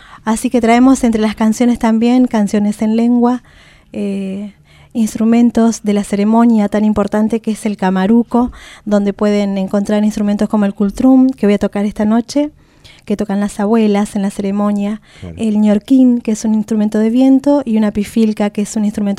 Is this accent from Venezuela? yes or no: no; Esquel, Chubut, Argentina; Bueno, nosotros venimos de la provincia de Chubut, venimos de la cordillera, de la ciudad de Esquel.